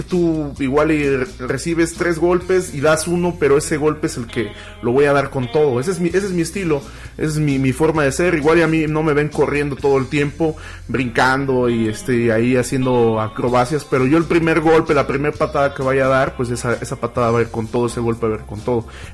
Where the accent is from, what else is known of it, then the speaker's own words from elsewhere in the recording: Tulancingo, Hidalgo, Mexico; also born or lived in Cárdenas, Tabasco; Bueno, ahora sí que yo nací en Cárdenas, mis padres vivían allá, entonces por eso soy tabasqueño. Pero se podría decir que pues, básicamente mi sangre es de hidalguenses. Desde los 6, 7 años vivo en Tulancingo.